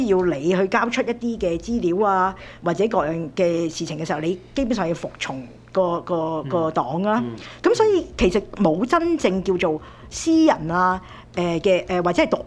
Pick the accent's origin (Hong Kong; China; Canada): Canada; 就值得我們加拿大人去思考。